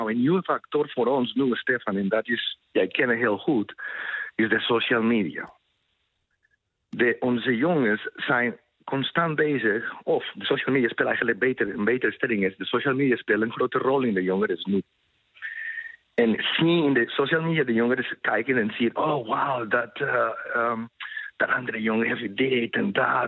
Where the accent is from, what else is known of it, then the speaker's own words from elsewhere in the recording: Colombia; now in Netherlands; Ik kom uit Colombia oorspronkelijk. Ik woon al 18 jaar.